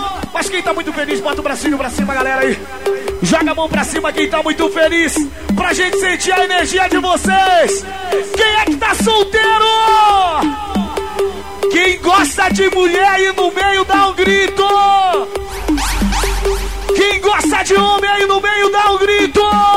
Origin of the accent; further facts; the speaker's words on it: Barcarena, Pará, Brazil; Tá ali, sou de Barca Arena.